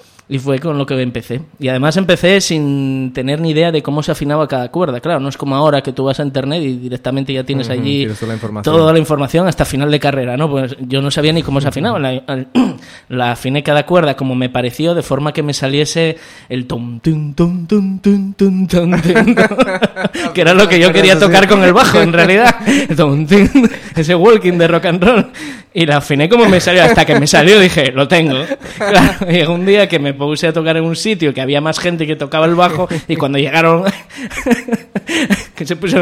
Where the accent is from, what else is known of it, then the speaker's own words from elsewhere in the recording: Luanco, Asturias, Spain; moved away as an adult; also born or lived in Avilés; now in Oviedo, Spain; Me vine a Oviedo, pues a los 18, me vine a estudiar al conservatorio de Oviedo y tal, pero bueno, toda la infancia y adolescencia la pasé entre Luanco y Avilés.